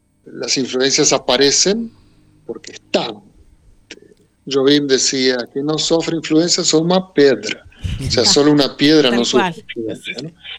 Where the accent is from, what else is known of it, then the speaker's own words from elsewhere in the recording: Buenos Aires, Argentina; yo me crié en Buenos Aires, estudié música académica en La Plata, en Bellas Artes